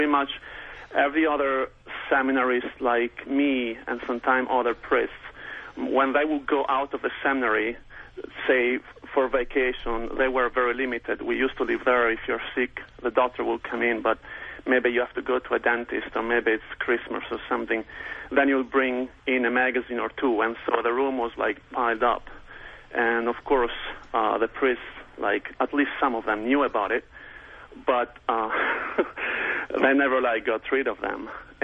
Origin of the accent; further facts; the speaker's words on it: Genoa, Liguria, Italy; I'm from Genoa. It's between Milan and Florence.